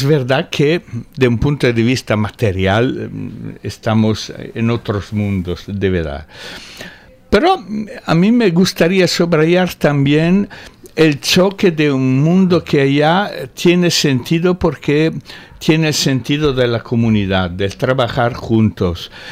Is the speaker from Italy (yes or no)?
yes; Italy; Spanish is a second language; now in Spain; Cuando volví a... Yo soy italiano. Cuando volví a Italia por vacaciones